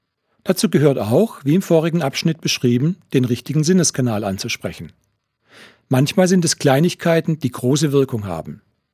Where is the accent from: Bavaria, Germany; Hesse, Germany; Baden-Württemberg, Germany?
Baden-Württemberg, Germany; ich stamme auch aus dem Ländle, aus dem schwäbischen Teil, aus dem Gschmäckle-Teil.